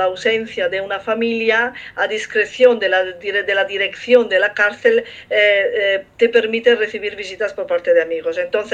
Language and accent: Spanish; Italy; Spanish is a second language; como italiana he entendido perfectamente lo que comentó